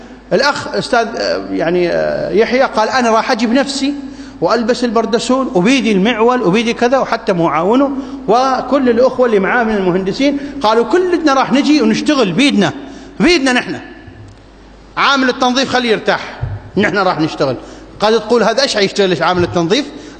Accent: Iraq; اللهم ابسط الأمن والأمان في بلادنا العراق

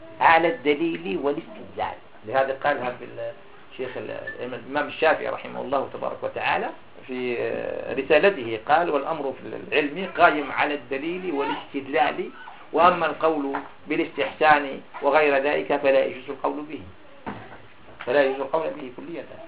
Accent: Algeria; هذا من عندنا في الجزائر

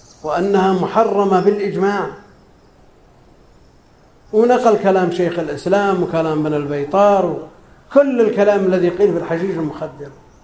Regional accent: Najd, Saudi Arabia; هي معروفة عندنا في نجد باسم السقنقور

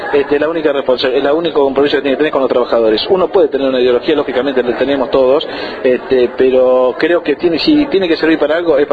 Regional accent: La Plata, Buenos Aires Province, Argentina; somos la mayoría somos de La Plata

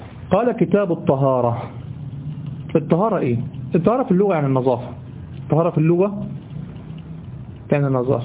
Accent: Egypt; والله دي ده دايمين لغوة عندنا في لساننا كمصريين

